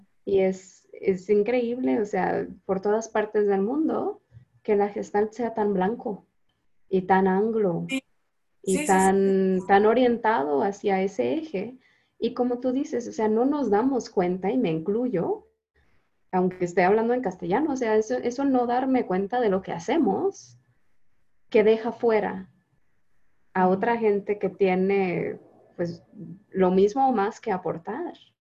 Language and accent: Spanish; Canada; yo como canadiense entiendo la mitad, la verdad